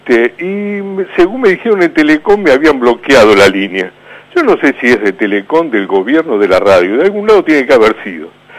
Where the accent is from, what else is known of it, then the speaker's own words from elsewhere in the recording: Montevideo, Uruguay; also born or lived in Calabria, Italy; now in Argentina; Yo vengo de Europa. Me crié en Montevideo y en el año 73 me vine para acá.